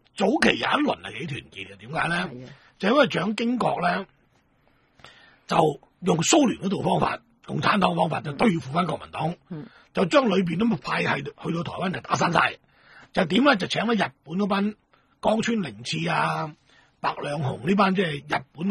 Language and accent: Cantonese; Guangdong, China; 就代表上海佬就搞冧咗我哋广东人先至做到阿头嘅。